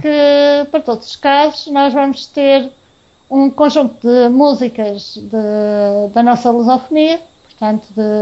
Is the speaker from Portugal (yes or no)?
yes; Portugal; Posso dizer que eu e o Carlos somos de Portugal.